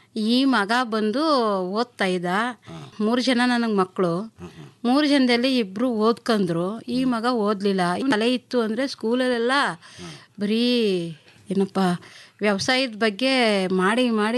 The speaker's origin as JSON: {"language": "Kannada", "town": "Ulgerepura", "region": "Karnataka", "country": "India", "tie": "born or raised there", "said": "ನನ್ನ ಹುಟ್ಟೂರು ಉಲ್ಗೆರೆಪುರ, ಮುದ್ದೂರು ತಾಲೂಕು, ಮಂಡ್ಯ ಜಿಲ್ಲೆ."}